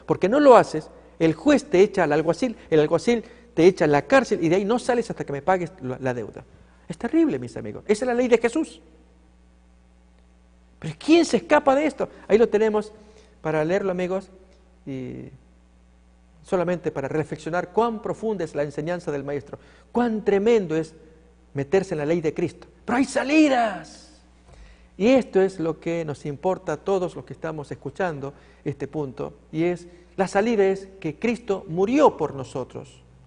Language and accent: Spanish; Tucumán, Argentina; Cuando yo niño, viví un tiempo frente a una cárcel, allí en mi provincia Tucumán de Argentina.